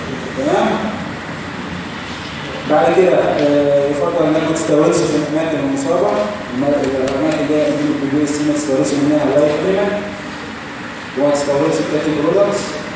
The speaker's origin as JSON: {"language": "Arabic", "country": "Egypt", "said": "المرض مش موجود عندنا في مصر"}